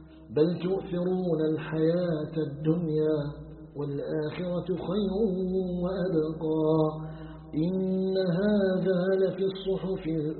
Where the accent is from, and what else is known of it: Algeria